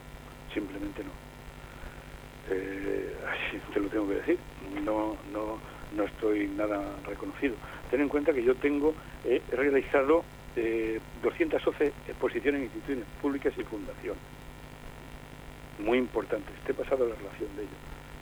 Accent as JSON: {"language": "Spanish", "town": "Jumilla", "region": "Region of Murcia", "country": "Spain", "tie": "born or raised there", "said": "se inauguró en Jumilla, mi pueblo natal, la primera exposición"}